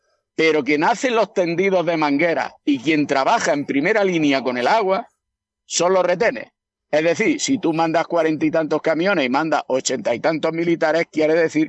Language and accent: Spanish; Jaén, Andalusia, Spain; Yo soy de Jaén, me llaman mañana para un incendio en Cádiz, ¿vale?